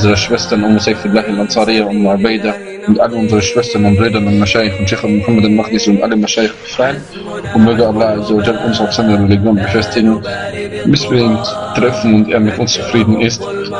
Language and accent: German; Vienna, Austria; ich bin auch ein Wiener.